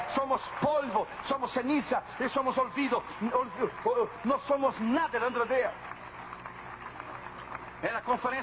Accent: Brazil; now in United States; Yo me hice ciudadano de los Estados Unidos de América, pero me hice por conveniencia. Un papel a mí no se naturaliza el corazón. Yo soy brasileño

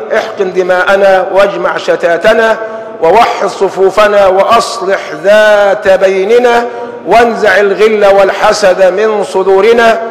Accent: Egypt; ما يربطني به إلا أنه مصري وأنا مصري.

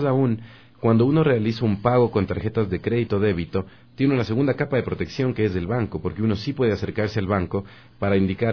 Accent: Ecuador; Nosotros sí tenemos, como ecuatorianos, la posibilidad de reclamar un servicio de calidad y devolver los productos.

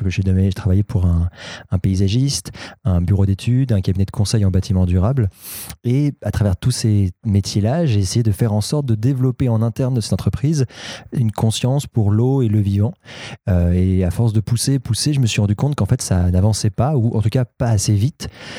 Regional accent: Paris, Île-de-France, France; il n'y a aucun lien entre moi et le Calvados, voilà, je suis parisien

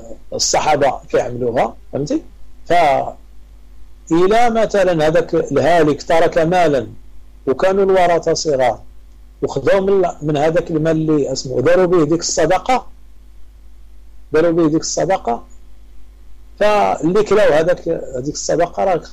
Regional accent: Morocco; تعرف العاده عندنا في المغرب تيديروا صدقه في الليل ولا في اليوم الموالي

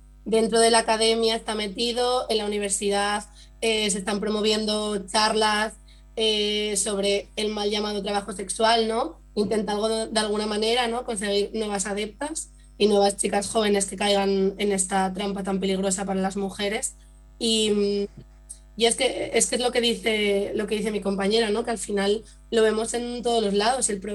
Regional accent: Asturias, Spain; porque siendo nosotras asturianas, que algunas de nosotras

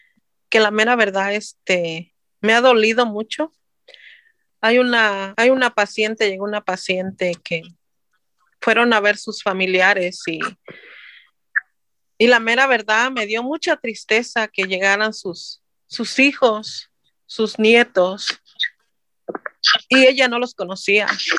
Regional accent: Guerrero, Mexico; now in Costa Mesa, United States; Soy mexicana del estado de Guerrero y tengo 25 años de vivir en el estado de aquí de California. Vivo en la ciudad de Costa Mesa

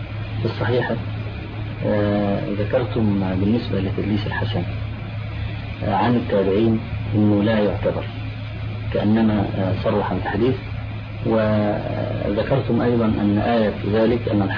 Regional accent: Egypt; فيه بعض الناس عندنا في مصر اعترض على هذا

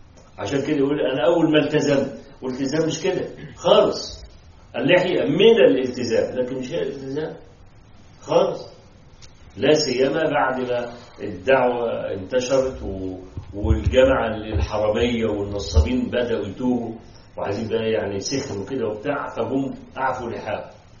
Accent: Egypt; ما حصلت مشكله توظيف الاموال عندنا في مصر

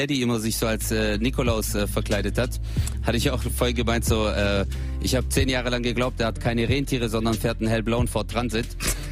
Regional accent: Stuttgart, Baden-Württemberg, Germany; Also, ich komme aus Stuttgart, genau.

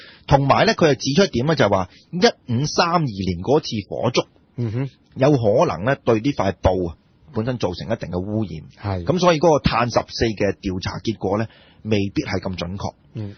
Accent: China; 佢有少少似我哋中國人咁樣

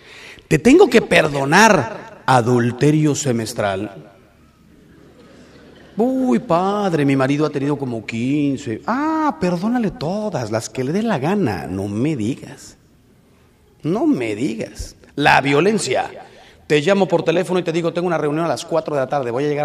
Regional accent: Mexico; si hace el muro, los que salimos ganando somos los mexicanos.

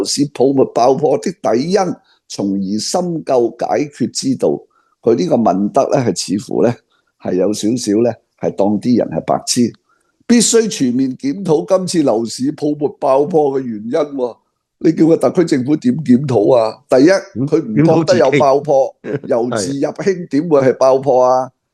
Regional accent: Hong Kong; 不如你介同我哋香港人讲下系点样斗争法

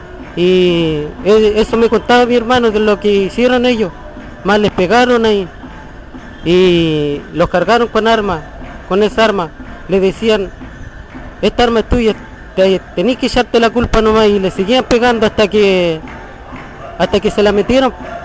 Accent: Cañete, Biobío, Chile; Yo vengo de allá de Cañete

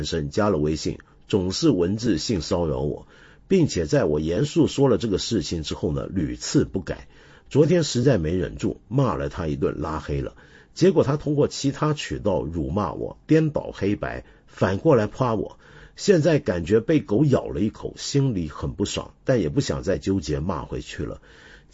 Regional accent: Taiwan; 原来我小时候在台湾啊，当时我们念五车是会被纠正的

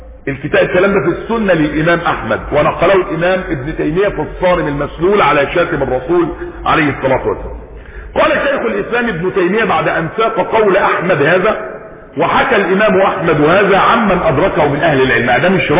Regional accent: Egypt; وجدنا برضو رجلا عندنا في مصر، اسامة القوص

